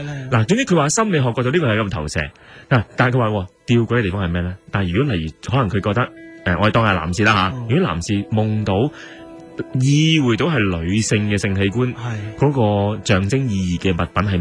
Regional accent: China; 同我哋中国人可能有少少唔同咧

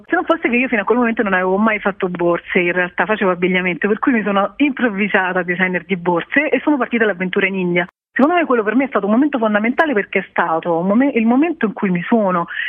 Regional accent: Caprarola, Lazio, Italy; a Caprarola per esempio, per il mio paese, le signore del paese costruiscono i pannelli

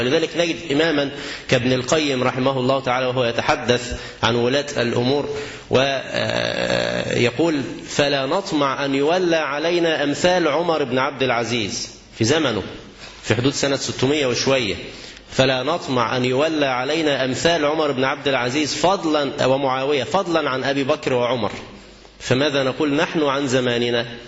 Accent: Egypt; وقد من الله عز وجل على بلدنا مصر بتغيير النظام،

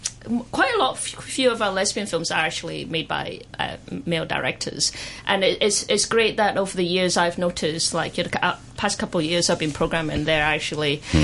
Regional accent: Scotland, United Kingdom; now in Hong Kong; I personally, you know, I grew up in Scotland, so I've been in Hong Kong for 12 years

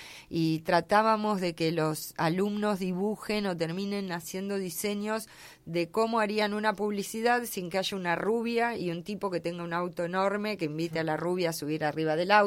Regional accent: La Pampa, Argentina; yo que vengo de La Pampa también

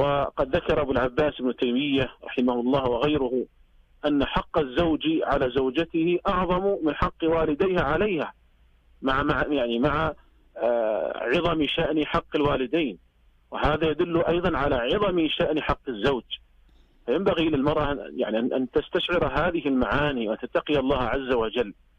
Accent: Saudi Arabia; لكن الناس عندنا في المملكة العربية السعودية وفي يعني دول الخليج العربي عموما لا يطيلون شعورهم

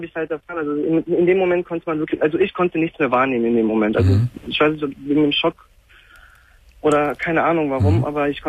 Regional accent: Cologne, North Rhine-Westphalia, Germany; Ich komme aus Köln.

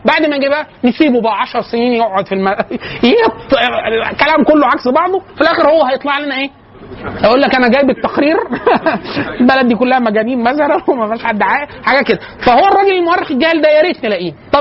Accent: Egypt; فقلت له انا من مصر

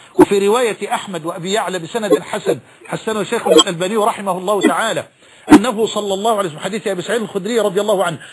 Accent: Egypt; يمكن حتى مش لقي عجلة عندنا في مصر

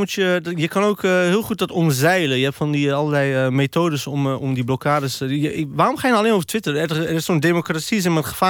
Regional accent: Deventer, Overijssel, Netherlands; Ja, nee, ik ben Deventenaar.

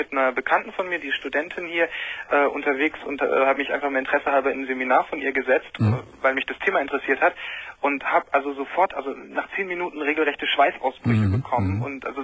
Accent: Lower Saxony, Germany; also ich komme aus Niedersachsen

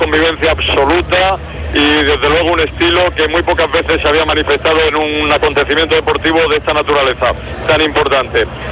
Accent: Spain; podemos sentirnos orgullosos como españoles todos de lo que hemos hecho estos días.

